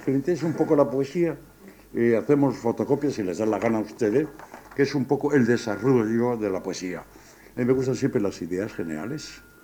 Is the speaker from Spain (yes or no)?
yes; Spain; ¿Cómo somos los españoles? Pues bajitos y morenos.